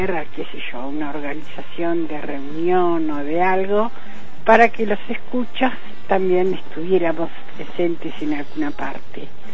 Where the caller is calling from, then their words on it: Quilmes, Buenos Aires Province, Argentina; de Quilmes.